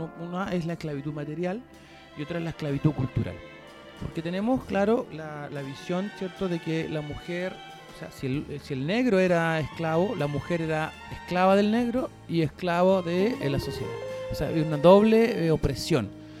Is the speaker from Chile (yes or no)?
yes; Chile; Que nosotros como chilenos, como en este país culiado llamado Chile, somos tan cartuchos